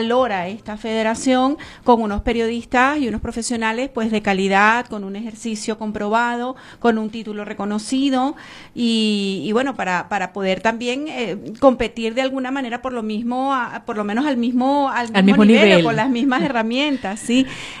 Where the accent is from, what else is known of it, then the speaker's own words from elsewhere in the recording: Venezuela; now in Spain; siendo periodistas venezolanos y siendo inmigrantes aquí en España